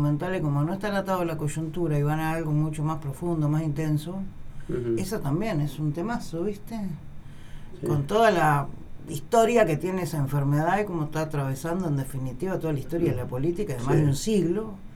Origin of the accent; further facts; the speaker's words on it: Uruguay; moved away; No, 80 y pico no, porque yo soy uruguaya, vine después.